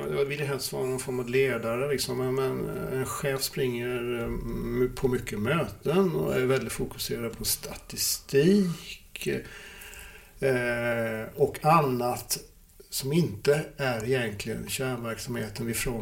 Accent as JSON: {"language": "Swedish", "region": "Småland", "country": "Sweden", "tie": "born or raised there"}